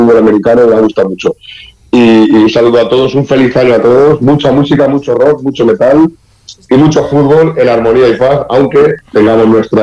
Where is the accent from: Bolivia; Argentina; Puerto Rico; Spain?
Spain; Valencia, Valencian Community; Porque también somos valencianos como Valencia, vamos.